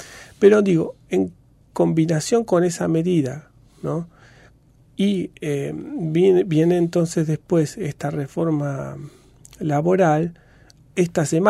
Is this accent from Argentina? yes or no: yes; Argentina; desde el punto de vista de lo que por ahí nos interesa a nosotros como argentinos